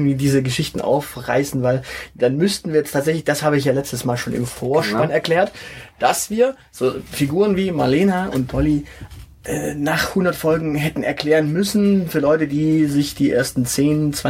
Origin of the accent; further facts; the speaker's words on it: Baden-Württemberg, Germany; als Schwabe kann ich nur sagen, ich habe auch immer ein Buch dabei